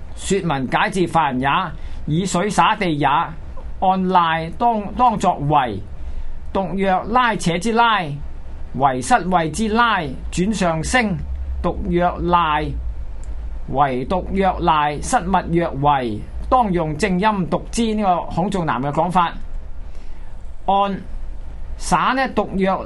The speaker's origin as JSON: {"language": "Cantonese", "country": "Hong Kong", "said": "因為咧香港咧就係華夏文化最後一站噶啦嚇，即係話我哋香港人保存。"}